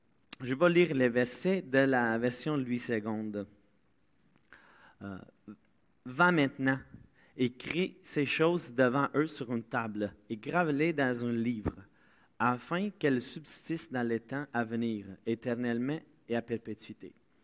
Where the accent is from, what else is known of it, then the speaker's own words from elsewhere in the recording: Italy; French is a second language; now in Tingwick, Canada; parce que je viens de l'Italie. Et ça fait désormais 7 ans que je vis au Québec et que je suis dans cette église parce que je suis arrivé à Tingwick. Donc, c'est pas loin de Victo.